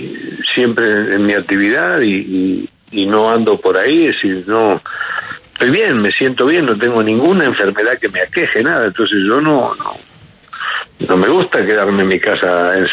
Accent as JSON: {"language": "Spanish", "country": "Uruguay", "said": "Yo no sé si somos los uruguayos."}